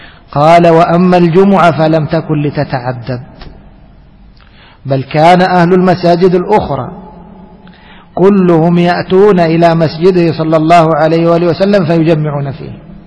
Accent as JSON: {"language": "Arabic", "country": "Egypt", "said": "عندنا في مصر تجد في الشارع الواحد بين كل مسجد والآخر ماذا تقول 15 متر 20 متر"}